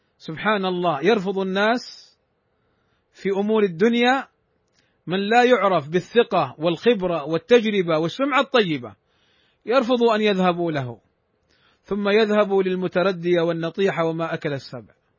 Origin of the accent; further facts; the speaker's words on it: Saudi Arabia; والقضاء عندنا في المملكة العربية السعودية